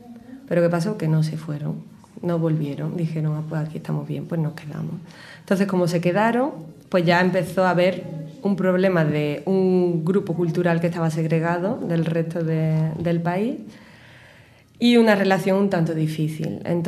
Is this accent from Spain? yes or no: yes; Spain; los prejuicios que te encuentras como español allí es que se supone que no hablamos bien inglés